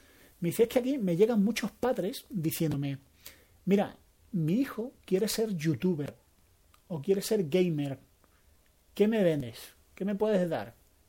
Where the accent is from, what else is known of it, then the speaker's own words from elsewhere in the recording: Spain; como español que soy